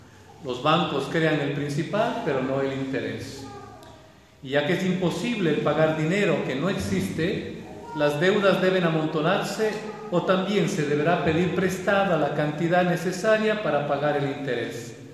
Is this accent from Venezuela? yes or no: no; Quito, Pichincha, Ecuador; la ciudad donde yo vivo, Quito, yo soy quiteño, nací en Quito